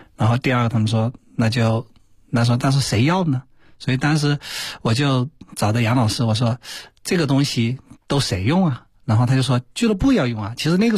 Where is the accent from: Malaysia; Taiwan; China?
China; Hunan; 就我湖南人啊，湖南人就有时候比较叫什么呢，湖南有句话叫霸蛮